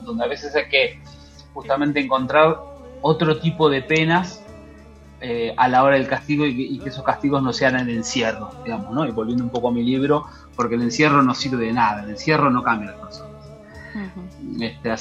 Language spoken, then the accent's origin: Spanish; Argentina; born there; Nací en Argentina, donde la policía es el brazo armado de la... del Estado, de la política, digamos, ¿no?